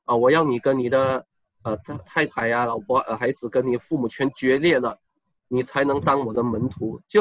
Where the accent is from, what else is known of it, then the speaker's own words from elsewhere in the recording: Malaysia; 我来自马来西亚，我是马来西亚中学语文老师，我2009年也毕业于北大中文系。